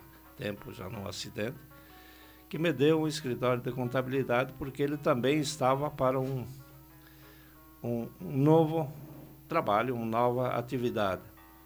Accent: Veranópolis, Rio Grande do Sul, Brazil; eu, como a grande maioria, vim da roça. Meus pais, eu nasci lá no Rio Grande do Sul, em Veranópolis, no interior do município, em Lajeadinho, uma pequena comunidade, umas 60 famílias.

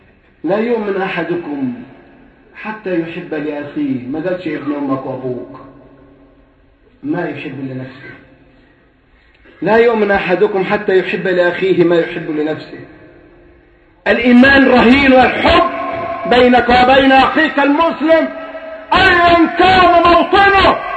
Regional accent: Egypt; انا بتكلم بكل صراحه يا اخوان صرفا عن اني مصري ولا غير مصري

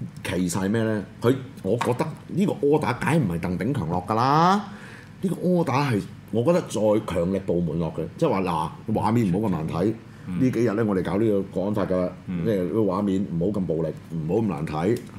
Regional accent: Hong Kong; 但係我又覺得而家我哋就係考驗我哋香港人嘅堅持嘅精神

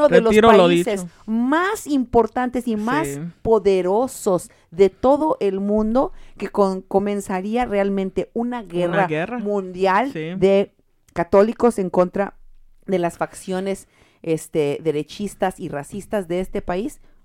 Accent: Mexico; now in United States; la mayoría de los católicos de este país somos mexicanos, no bolillos.

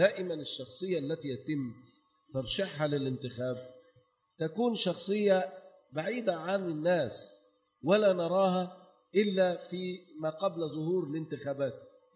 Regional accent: Egypt; احنا بنقول يعني عندنا في مصر مثل زائد يقول احنا بنختار احسن الوحشين

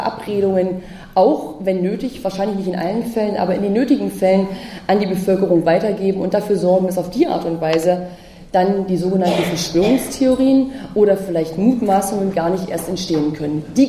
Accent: Bergkamen, North Rhine-Westphalia, Germany; also born or lived in Brandenburg; Ich komme aus zwei Kohleregionen. Ich bin aufgewachsen in Brandenburg, da gab es die Braunkohle. Und am Nordostrand des Ruhrgebietes in Bergkamen, wenn Ihnen das was sagt, bin ich groß geworden.

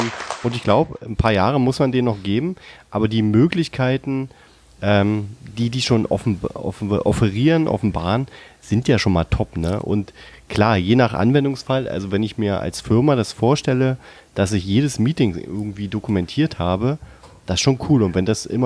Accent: Berlin, Germany; ich komme aus Marzahn

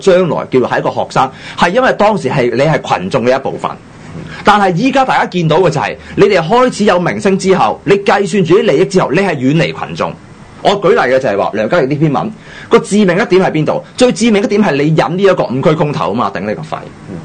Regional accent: Hong Kong; 因为我出心，我系一个香港人啫嘛。

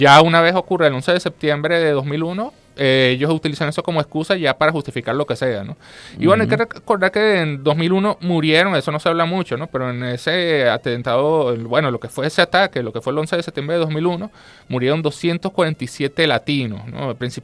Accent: United Kingdom; Como yo soy turista británico, tengo una cara de británico que no me la quita nadie

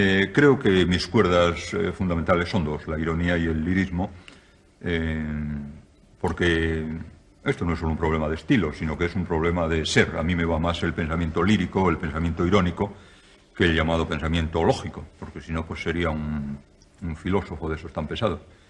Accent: Spain; a mí lo que más me preocupa en estos momentos como escritor y como español

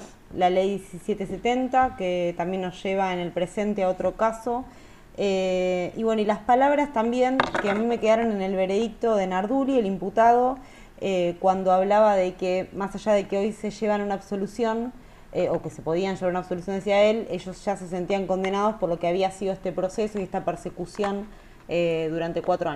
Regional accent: Buenos Aires, Argentina; born there; Yo nací, quiero decir, nací en zona sur de la Ciudad de Buenos Aires, en Soldati.

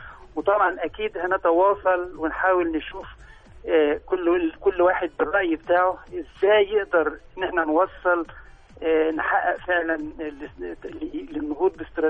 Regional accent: Egypt; وده فعلا المفروض يتعامل عندنا في مصر

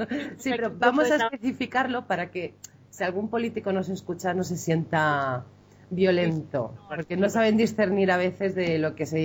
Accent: Spain; como ciudadana española, a veces nos encanta juzgar prematuramente a los demás

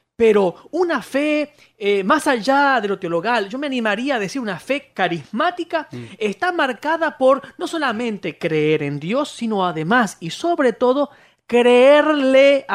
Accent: Argentina; somos de Argentina, y aquí los políticos tienden mucho a mentir

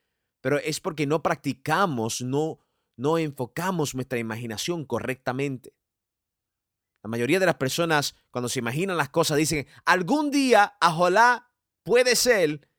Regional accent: New York, United States; Yo nací y fui criado en Nueva York y es mi ciudad

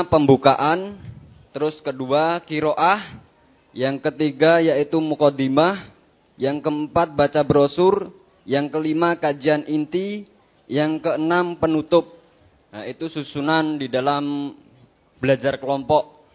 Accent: Sragen, Central Java, Indonesia; Perkenalkan … Saya dari Sragen, cabang Rampal 2.

